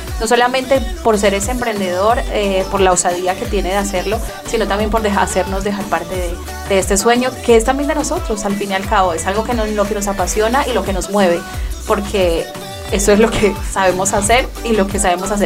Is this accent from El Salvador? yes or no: no; Manizales, Caldas, Colombia; me está saludando desde Manizales, desde mi tierra.